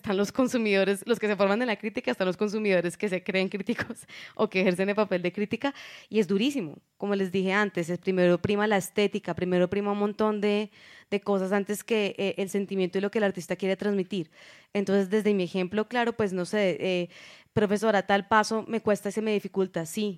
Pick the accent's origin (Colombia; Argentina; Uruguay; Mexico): Colombia; yo como colombiana eligiendo un baile del colonizador español, también fue una cosa... Yo vengo de una familia muy mamerta, muy izquierda